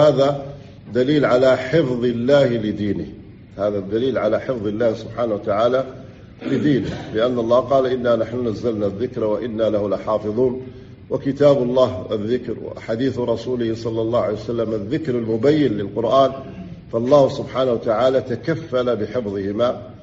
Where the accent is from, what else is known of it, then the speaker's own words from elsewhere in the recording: Algeria; وليس إحنا عندنا في الجزائر أمسكوا بعض الإخوة